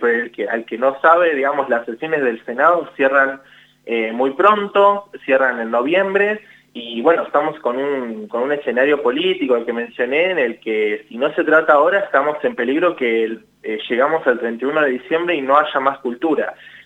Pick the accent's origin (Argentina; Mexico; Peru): Argentina; Santa Fe; También soy santafesino, así que también conozco un poco también lo que son los ritmos un poco más de las provincias.